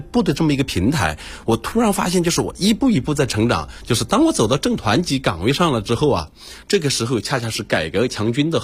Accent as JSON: {"language": "Chinese", "town": "Fengjie", "region": "Chongqing", "country": "China", "tie": "born or raised there", "said": "我是土生土长的重庆人，也是重庆最山沟里面的，在里面长大的，就是大山里边的孩子，最小的时候我们的家离重庆是3天3夜，就是那个时候只能坐船，交通特别不方便，就是坐船上水到重庆，我老家是奉节的"}